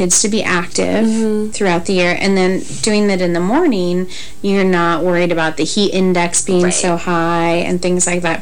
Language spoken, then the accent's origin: English; Montana, United States; Growing up in Montana, we did have them.